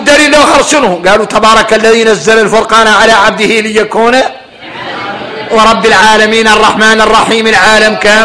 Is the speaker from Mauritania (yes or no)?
yes; Mauritania; هاي قال العبارة يلا احنا موريتاني نتقيدوا بها